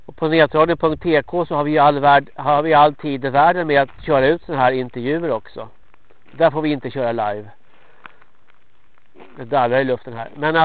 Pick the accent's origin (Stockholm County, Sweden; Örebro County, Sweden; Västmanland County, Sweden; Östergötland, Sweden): Stockholm County, Sweden; Stockholm; accent: Standard Swedish; Jag är ju en stockholmare. Men jag bor i alla fall bosatt i Dalarna. Men jag är absolut inte någon dalmas ursprungligen. Och jag är alltså från Stockholm. Talar i rikssvenska.